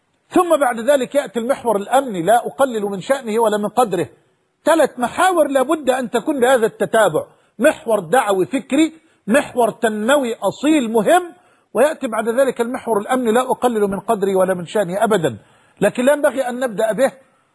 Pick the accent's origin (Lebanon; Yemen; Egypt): Egypt; حتى أنني تعجبت كيف وأنا مصري لم أكن أعلم هذا الجمال وهذا الإبداع في مياهنا في شرم الشيخ